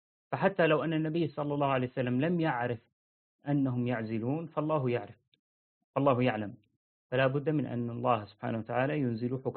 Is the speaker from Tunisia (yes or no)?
no; Syria; طبعا في مثلا عندنا في سوريا ما يقولون فلان بن فلان، يعني ما يذكر اسم أبيك معك